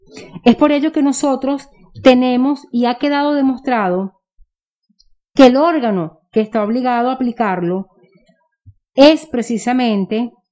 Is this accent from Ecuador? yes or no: no; Venezuela; nuestra corresponsabilidad como ciudadano venezolano